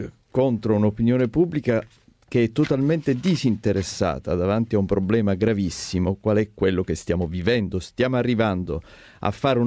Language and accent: Italian; Sicily, Italy; e lo dico da siciliano, lo conosco bene